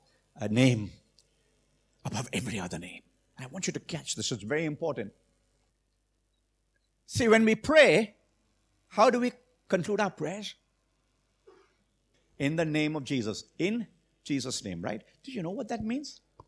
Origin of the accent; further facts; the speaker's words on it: Mumbai, Maharashtra, India; I remember when I was growing up in Mumbai